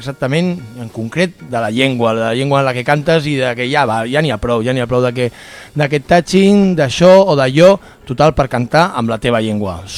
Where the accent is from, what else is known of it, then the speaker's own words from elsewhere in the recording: Catalonia, Spain; que porten tota la vida els que som catalans, no?